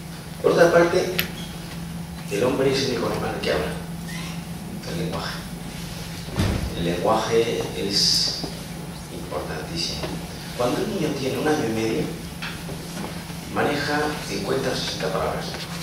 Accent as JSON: {"language": "Spanish", "region": "Andalusia", "country": "Spain", "moved": "yes", "lives_now": "Madrid, Spain", "said": "yo soy andaluz, aunque yo llevo media vida en Madrid"}